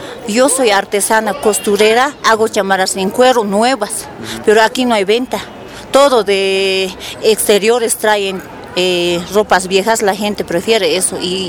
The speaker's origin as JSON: {"language": "Spanish", "town": "El Alto", "region": "La Paz", "country": "Bolivia", "said": "yo soy de Sincata, Distrito 8. En Distrito 8 no ha habido nada. Toda la vida vivimos en calles de tierra totalmente abandonados."}